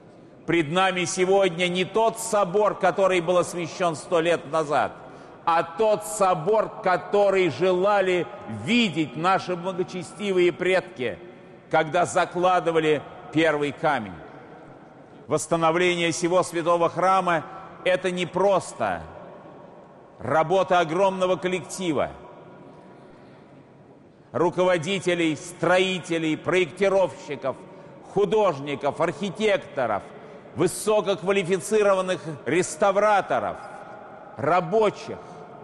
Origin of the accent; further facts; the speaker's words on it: Saint Petersburg, Russia; Как ленинградец, я хорошо помню этот собор в послевоенные годы и в последующие годы.